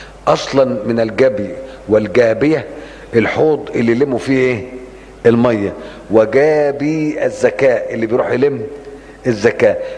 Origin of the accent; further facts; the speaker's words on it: Upper Egypt, Egypt; زي عندنا في الصعيد.